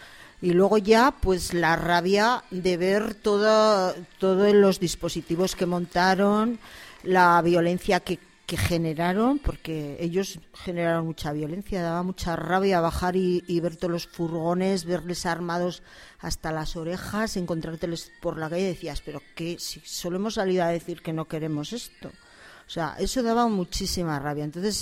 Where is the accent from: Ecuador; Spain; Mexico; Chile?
Spain; Burgos, Castile and León; me presento como … que soy de Burgos, no de Gamonal, pero sí de Burgos